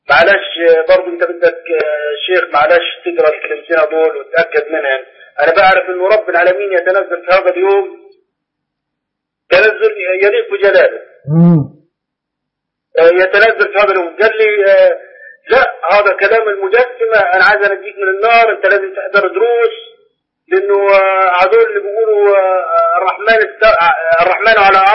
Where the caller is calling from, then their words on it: Jordan; انا اللي بكلمك من الاردن